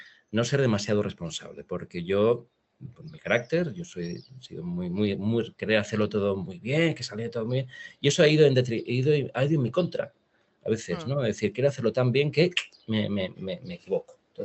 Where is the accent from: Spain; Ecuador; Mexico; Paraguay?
Spain; Valencia, Valencian Community; now in Madrid, Spain; ¿me quedo en Madrid o me voy a Valencia, a mi tierra?